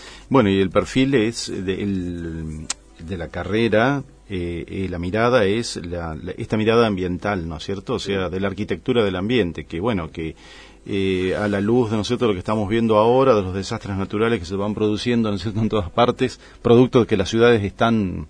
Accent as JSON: {"language": "Spanish", "region": "Tucumán", "country": "Argentina", "tie": "born or raised there", "said": "yo soy tucumano, viví en Tucumán cuando era jovencito"}